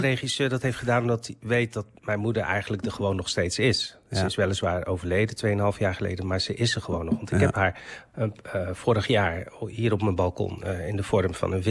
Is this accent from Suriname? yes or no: no; Morocco; want hij komt uit dezelfde streek, uit Marokko, als waar ik vandaan kom. We spreken allebei Berbers.